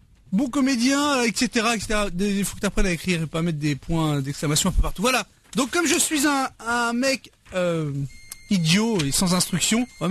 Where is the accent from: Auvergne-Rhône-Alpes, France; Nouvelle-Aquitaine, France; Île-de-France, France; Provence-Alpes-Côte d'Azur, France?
Île-de-France, France; Paris; Moi, je suis un nordiste, moi, je suis un parisien.